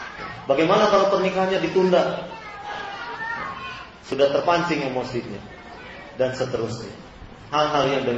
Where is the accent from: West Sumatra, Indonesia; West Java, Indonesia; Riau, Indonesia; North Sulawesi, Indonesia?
West Java, Indonesia; Cirebon; karena saya orang Jawa Barat misalnya, saya orang Cirebon ini, kalau bicara mesti kedengaran oleh orang Jawa itu mesti kasar.